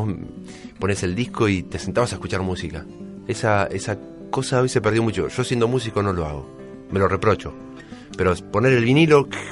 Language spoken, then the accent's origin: Spanish; Berazategui, Buenos Aires Province, Argentina; also born or lived in Quilmes; nací en Quilmes, como muchos berazateguenses. Sí. Nací en Quilmes y... después mi barrio era 29 y Mitre, que es Villa Mitre. Yo siempre dije que era Villa Mitre, pero en realidad creo que el barrio estrictamente es Berazategui.